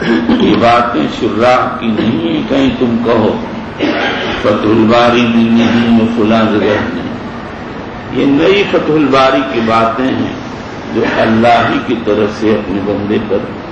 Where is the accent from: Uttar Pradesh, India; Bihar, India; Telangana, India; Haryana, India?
Bihar, India; بہرحال میں بہار کا رہنے والا ہوں, میری اردو بھی ماشاءاللہ ہے